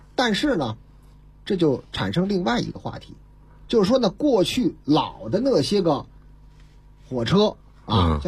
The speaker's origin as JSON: {"language": "Chinese", "region": "Beijing", "country": "China", "tie": "born or raised there", "said": "中华人民共和国北京市，"}